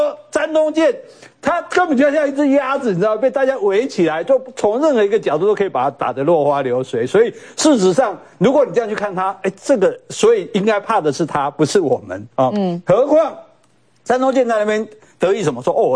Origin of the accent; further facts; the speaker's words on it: Kaohsiung, Taiwan; 我们高雄人有人从琉球出海出去看飞弹